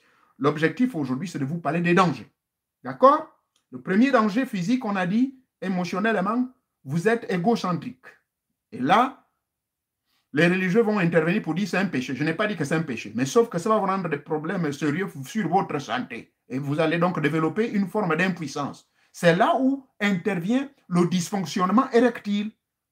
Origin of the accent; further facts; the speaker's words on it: Gabon; chez nous au Gabon